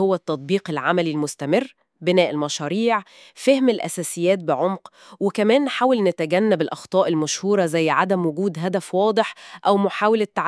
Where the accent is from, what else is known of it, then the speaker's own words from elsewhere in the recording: Egypt; أكاديمية كارتر عندنا في مصر